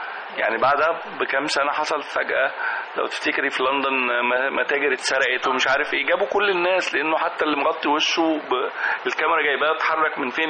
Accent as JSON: {"language": "Arabic", "country": "Egypt", "said": "كمصريين كمان بنحب نرغي كتير"}